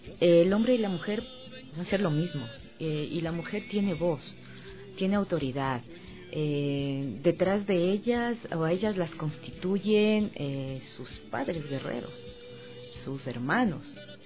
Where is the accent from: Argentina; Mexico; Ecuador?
Ecuador; Como ecuatorianos, ¿no?